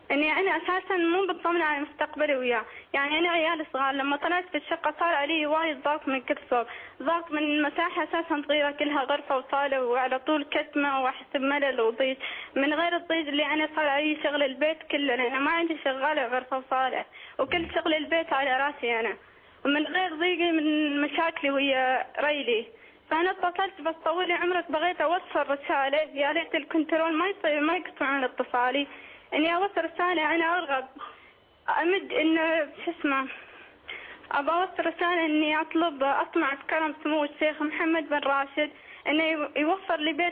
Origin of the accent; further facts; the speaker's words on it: Oman; أنا مشكلتي إني أنا من عمان